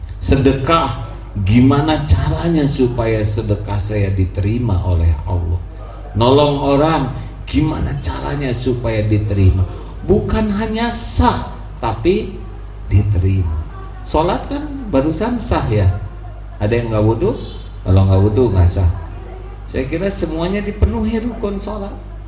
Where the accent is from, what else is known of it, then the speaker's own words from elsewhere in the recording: Bandung, West Java, Indonesia; Saya dari Bandung, sedang kurang sehat.